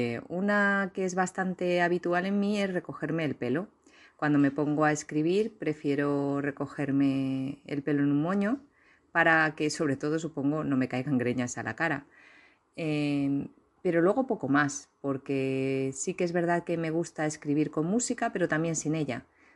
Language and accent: Spanish; Valencian Community, Spain; soy una escritora valenciana